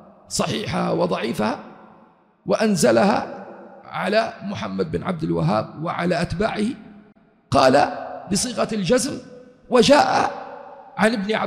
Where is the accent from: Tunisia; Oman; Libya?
Libya; كم افتروا عليه الأمن عندنا في ليبيا